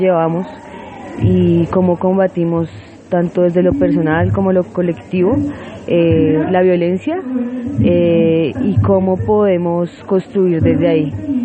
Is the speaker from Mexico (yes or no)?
no; Colombia; Yo vengo de Colombia